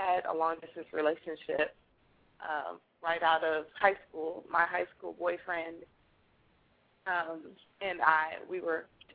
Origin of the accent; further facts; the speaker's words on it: Los Angeles, California, United States; I'm from Los Angeles, and my boyfriend left Los Angeles to come to Georgia to go to school